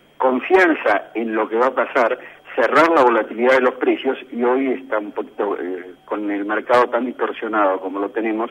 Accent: Argentina; responsabilidad como productores y como argentinos

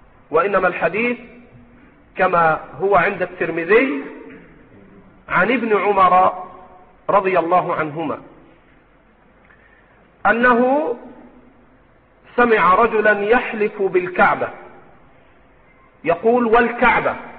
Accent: Egypt; عندنا في مصر ألفاظ، يعني مثلا تقول أنت ربنا بركتنا وانت

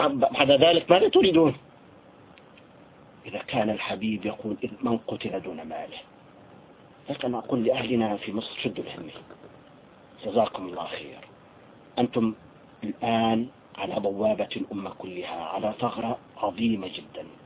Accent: Syria; يعني نحن عندنا في سوريا

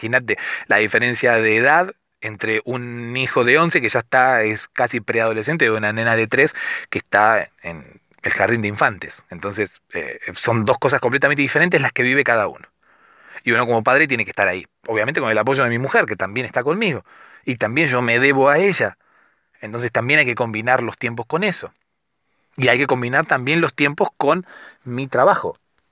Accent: Argentina; Soy argentino. Tengo 35 años

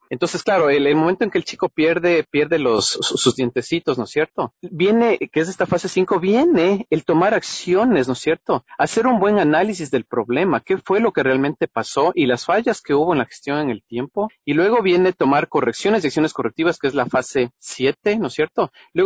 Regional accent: Ecuador; yo vengo del Ecuador

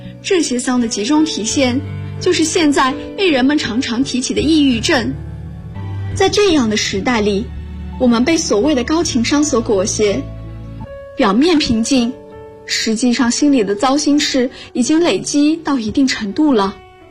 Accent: Zhangjiakou, Hebei, China; now in Nanjing, China; 我来自河北张家口，我在南京大学，距离我的家乡1026公里。

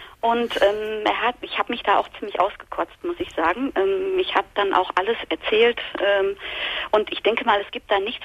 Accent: North Rhine-Westphalia, Germany; Und ich komme aus dem Ruhrgebiet.

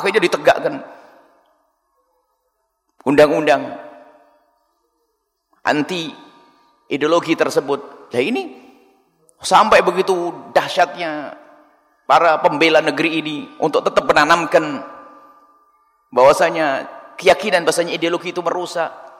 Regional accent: Java, Indonesia; orang Jawa, saya Jawa, orang Jawa ya harus dihentikan itu.

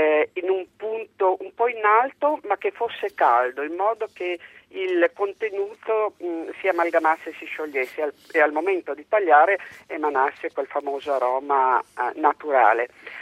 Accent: Lombardy, Italy; now in Parma, Italy; Io sono, abito a Parma ma sono lombarda, e un po' per l'età

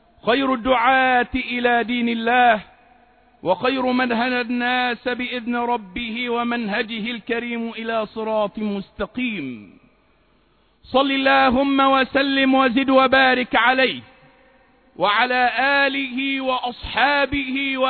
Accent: Egypt; وأن يجعل بلدنا مصر بلدا آمنا مطمئنا

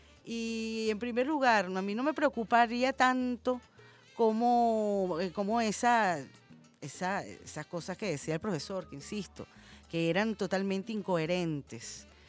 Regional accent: Venezuela; todos somos venezolanos

